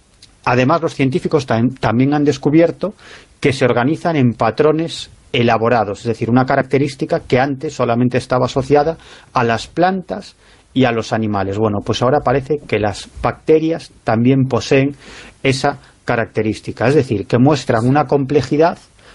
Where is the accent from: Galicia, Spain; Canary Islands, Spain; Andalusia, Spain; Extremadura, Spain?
Galicia, Spain; ya sabes que soy un gallego exagerado, soy un gallego del sur y por lo tanto un gallego exagerado